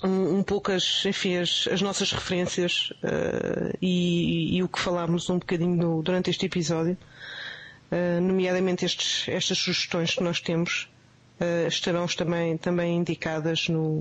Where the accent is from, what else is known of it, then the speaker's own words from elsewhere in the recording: Portugal; E é preciso não esquecer que somos portugueses, portanto.